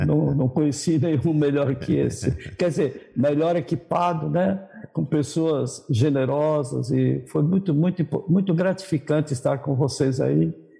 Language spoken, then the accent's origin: Portuguese; São Caetano do Sul, São Paulo, Brazil; born there; now in Campo Grande, Brazil; eu nasci em São Caetano do Sul, morei em Lavínia e vim para Campo Grande.